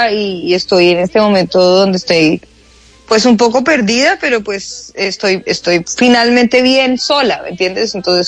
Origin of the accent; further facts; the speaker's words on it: Bogotá, Colombia; que soy lo más bogotano que hay en la vida, más que un ajiaco